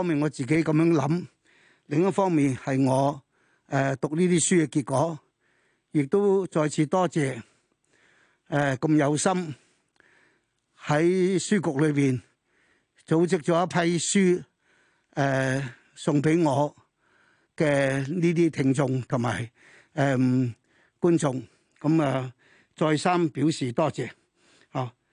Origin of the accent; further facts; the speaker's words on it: Hong Kong; 我哋作為一個香港人，我自己喺香港咁耐，出生到長大、學習到而家邁入去呢、這個老年嘅階段